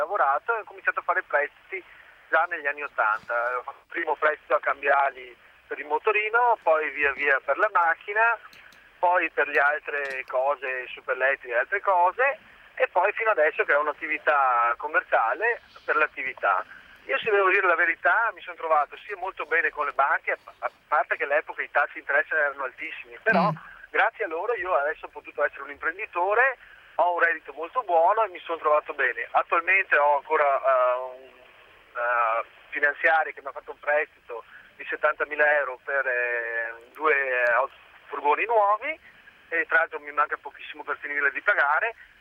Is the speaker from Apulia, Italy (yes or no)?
no; Treviso, Veneto, Italy; ho 39 anni, sono di Treviso.